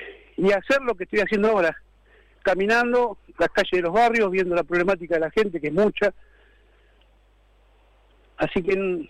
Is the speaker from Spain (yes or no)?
no; Cañuelas, Buenos Aires Province, Argentina; Yo nací en Cañuelas, crecí en Cañuelas, me desarrollé en Cañuelas y ejercí mi vida profesional en muchas partes del mundo.